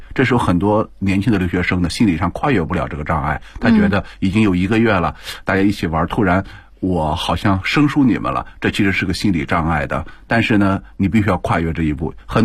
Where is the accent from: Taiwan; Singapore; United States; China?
China; 他呢看到了我说你是哪里人，我说我是中国人